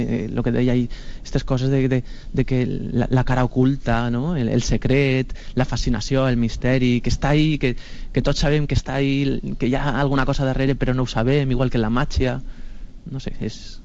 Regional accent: Picassent, Valencian Community, Spain; que jo tindré contactes perquè sóc de Picassent.

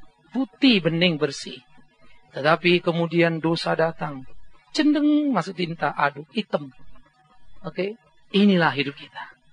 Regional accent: Sumatra, Indonesia; itu kalau di Sumatera, di kampung saya dulu, you masuk ke ladang orang, gak bakal keluar sampai pagi

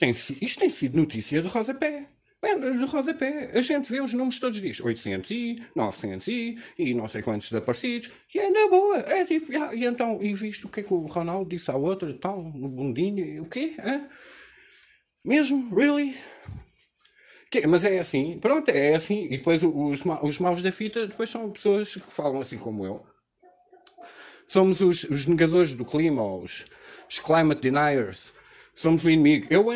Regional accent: Portugal; como português

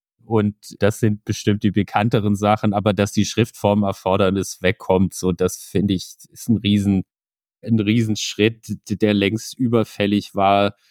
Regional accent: Sigmaringen, Baden-Württemberg, Germany; Ich bin 32, seit 2,5 Jahren im Bundestag. Ich komme ganz aus dem Süden in Deutschland, aus Baden-Württemberg, Sigmaringen, um genau zu sein.

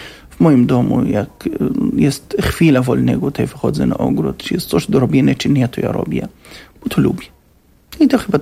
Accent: Gaza Strip, Palestine; now in Poland; Ja pochodzę z Strefy Gazy. Cała moja rodzina w Strefie Gazy.

